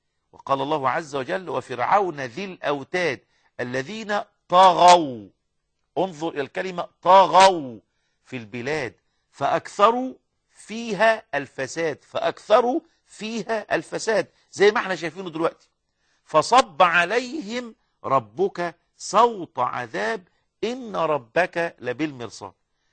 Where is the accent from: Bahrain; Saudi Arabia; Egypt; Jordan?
Egypt; احنا نعرف في التاريخ المصري ان احنا كمصريين استعبدنا من قبل المحتلين والحكام قرونا طويلة جدا